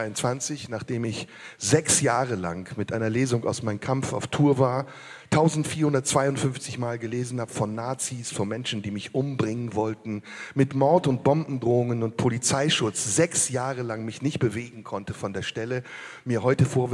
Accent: Turkey; Digga, ich bin Türke.

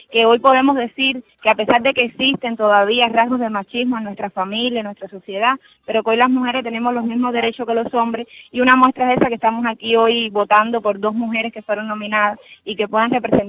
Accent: Cuba; como mujeres, como federadas, como cubanos

